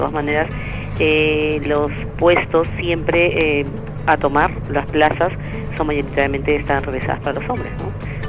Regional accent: Peru; now in Spain; yo también como periodista peruana, pues es difícil y ejercer como periodista y extranjera en un país aquí

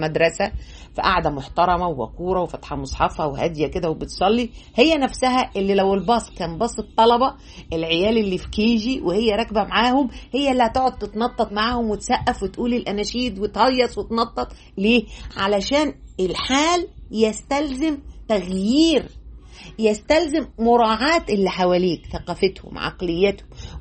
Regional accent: Egypt; فأنا كمصرية عادي يعني هناك بقى كنا أول مرة نقابل إنك أنت، إحنا في مصر هنا

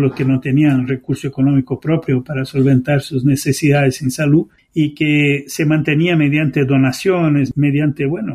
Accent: Brazil; En el caso de Brasil, para dar un ejemplo de mi tierra natal

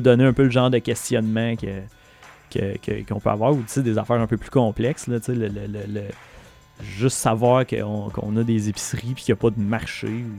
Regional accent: Quebec, Canada; je suis pas en train de dire qu'en tant que Québécois natif, on n'a pas à s'occuper de ça

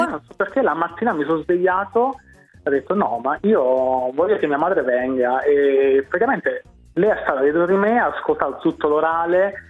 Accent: Campania, Italy; now in Milan, Italy; ma non sono di Milano, sono da un piccolissimo paese della provincia di Avellino, Sant'Angelo d'Alesca.

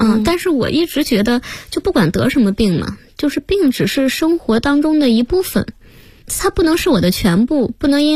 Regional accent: Shandong, China; 对，我说那个我是山东的，说山东的不都是那个特别高大的吗？

